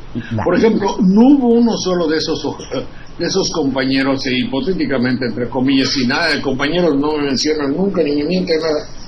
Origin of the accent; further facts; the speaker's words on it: Boca del Río, Veracruz, Mexico; ¿A qué fue en mi tierra?